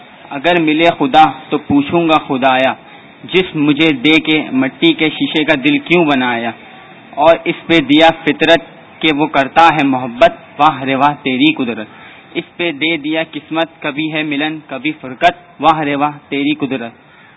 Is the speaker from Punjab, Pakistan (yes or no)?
no; Karachi, Sindh, Pakistan; اور میں کراچی سے تعلق رکھتا ہوں.